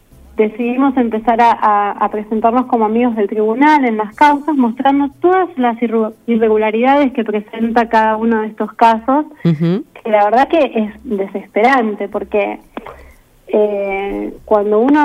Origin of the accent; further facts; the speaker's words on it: Carhué, Buenos Aires Province, Argentina; born there; Nací en Carué, provincia de Buenos Aires.